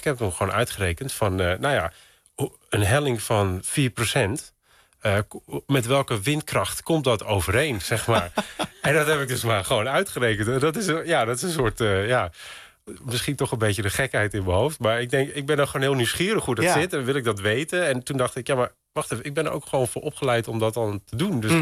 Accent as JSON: {"language": "Dutch", "town": "Texel", "region": "North Holland", "country": "Netherlands", "tie": "born there", "said": "het was nooit een doel om hier terug te komen of zo op Texel. En nu woon ik in het dorp waar ik geboren ben."}